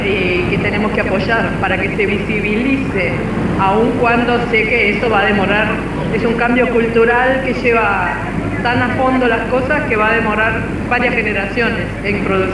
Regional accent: Uruguay; soy uruguaya

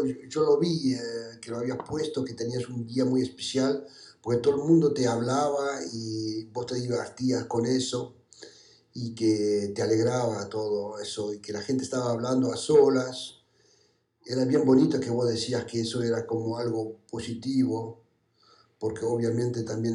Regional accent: Calanda, Aragon, Spain; Esta mañana tuve que ir muy temprano desde mi pueblo, que estoy ahí en Aragón, en Calanda.

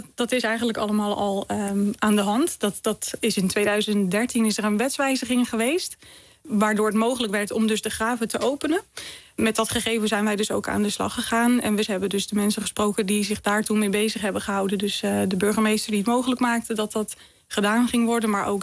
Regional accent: Zeeland, Netherlands; En ik kom zelf van Walcheren en daar heeft gewoon minder onder water gestaan.

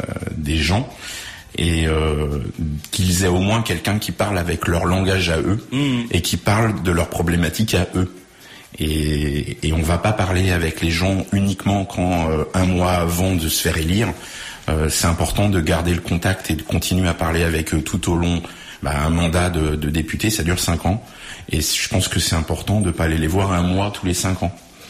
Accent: Corquilleroy, Centre-Val de Loire, France; nous, on est de Corquay-le-Roi, à côté de Montargis.

